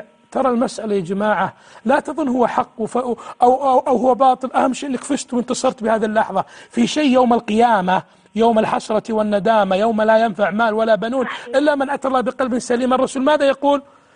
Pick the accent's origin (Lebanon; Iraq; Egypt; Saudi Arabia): Saudi Arabia; وزارة الداخلية عندنا في السعودية